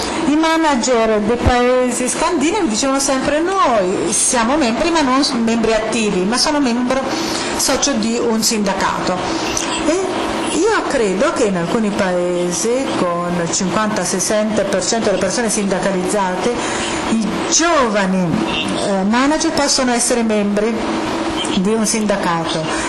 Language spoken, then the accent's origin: Italian; United States; Italian is a second language; Forse perché sono americana, io credo che il termine è stato creato negli Stati Uniti